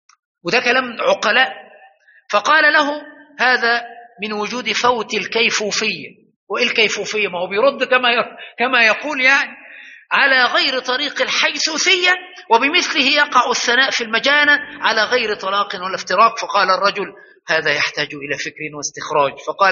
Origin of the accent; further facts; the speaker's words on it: Egypt; ولكن الفزلكة عندنا في مصر اللي بيتكلم كلام مش فهم،